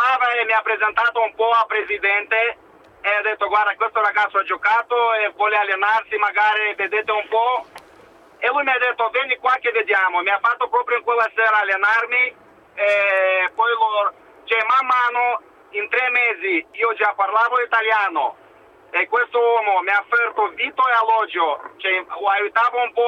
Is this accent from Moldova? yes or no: yes; Moldova; Italian is a second language; now in Italy; Nella Moldavia sono stato anche campione nazionale giovanile